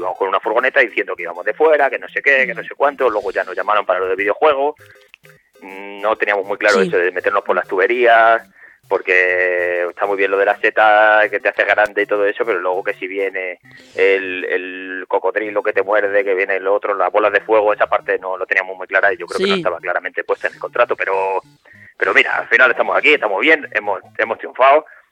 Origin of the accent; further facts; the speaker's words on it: Castilla-La Mancha, Spain; En realidad somos de un pueblo pequeñito de Cuenca.